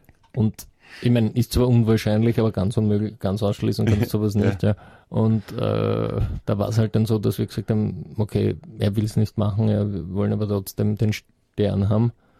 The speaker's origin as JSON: {"language": "German", "town": "Korneuburg", "region": "Lower Austria", "country": "Austria", "said": "Also ich bin aus Niederösterreich. Aus Korneuburg."}